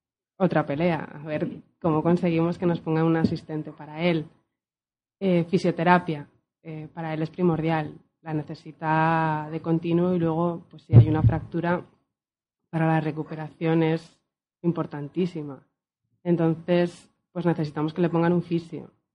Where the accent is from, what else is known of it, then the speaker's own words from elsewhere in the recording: Castañeda, Cantabria, Spain; Nosotros somos de Castañeda